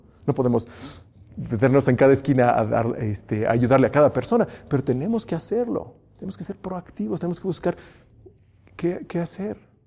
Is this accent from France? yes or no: no; Mexico; Esos somos los mexicanos.